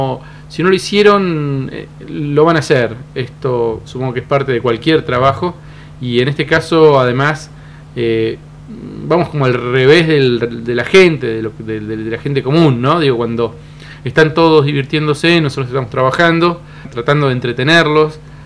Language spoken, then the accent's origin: Spanish; Cipolletti, Río Negro, Argentina; voy a estar en Chipoleti, que es mi ciudad natal